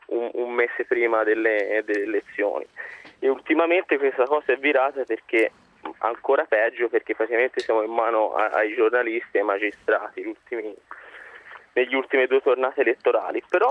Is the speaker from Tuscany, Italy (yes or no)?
yes; Tuscany, Italy; io sono toscano